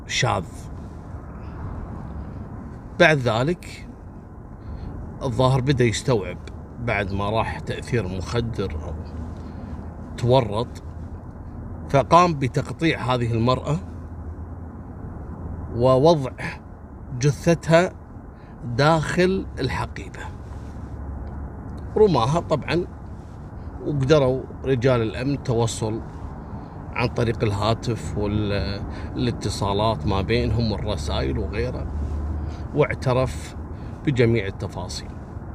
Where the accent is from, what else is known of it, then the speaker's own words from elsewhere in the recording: Kuwait; لكن بعطيكم خبر حصل عندنا في الكويت يوم أمس